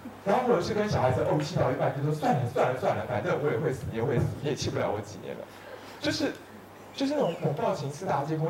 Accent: Taiwan; 我们台湾人最喜欢把自己导演成受害者了，因为受害者是没有责任的

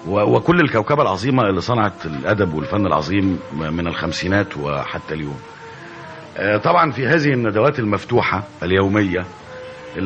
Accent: Giza, Giza Governorate, Egypt; ثم تفرقت بعض الأفرع من هذه العائلة في أنحاء كثيرة من مصر، إنما أنا شخصيا ولدت وتربيت في الجيزة، وبين حواري الجيزة وشوارعها وأزقتها كانت البدايات.

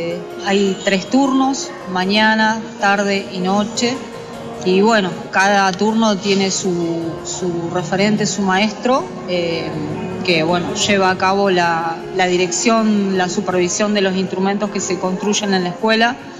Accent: Buenos Aires, Argentina; moved away as an adult; y estudiaba con maestro ruso Dmitry Rodnoy ahí en Villa Crespo, yo soy de Buenos Aires. Bueno, hace 15 años que estoy viviendo acá en la provincia y bueno, ya me quedé, pero yo comencé estudiando en Villa Crespo

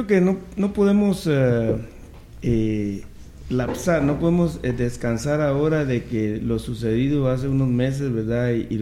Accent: Guatemala; como guatemaltecos no podemos permitir que se nos maltrate

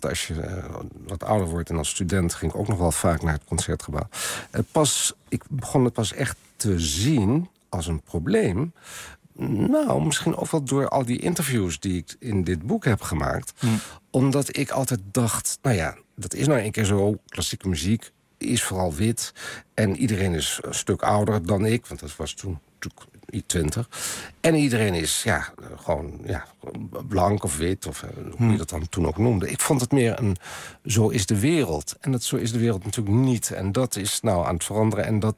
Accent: Overijssel, Netherlands; Als ik vroeger met mijn ouders vanuit Twente naar het Concertgebouw ging, waren mijn zusje en ik, wij zijn allebei gemengde kinderen

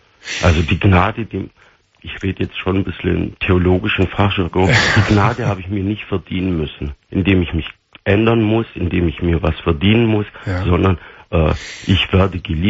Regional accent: Turkey; Ich bin ein gebürtiger Türke, der nie Schweinefleisch gegessen hat.

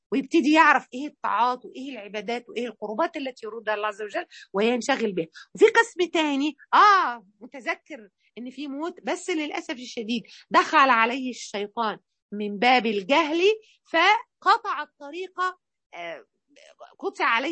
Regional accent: Mansoura, Dakahlia, Egypt; واحنا عندنا في المنصوره

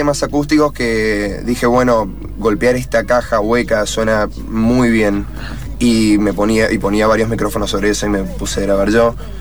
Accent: Corrientes, Argentina; en mi primer álbum lo hice en Corrientes, que es de donde yo vengo

